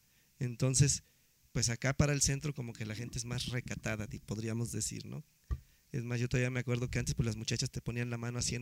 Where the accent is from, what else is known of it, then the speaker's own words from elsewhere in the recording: Mexico; Nuestro país es tan grande que somos un mundo de diferente, somos mexicanos